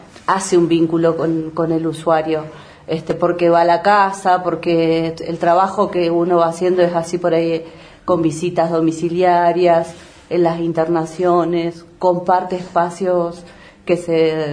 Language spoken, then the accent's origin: Spanish; Bariloche, Río Negro, Argentina; Soy de acá de Bariloche.